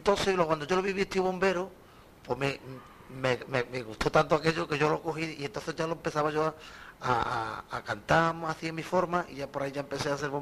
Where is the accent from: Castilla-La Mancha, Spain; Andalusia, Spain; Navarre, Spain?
Andalusia, Spain; Jerez; also born or lived in Madrid; recuerdo la primera vez que yo salí de Jerez, me llevaste tú a Madrid, que fue la primera vez que yo salí